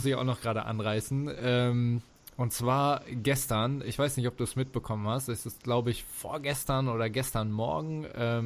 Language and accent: German; Bielefeld, North Rhine-Westphalia, Germany; die Nachbarstadt meiner Heimatstadt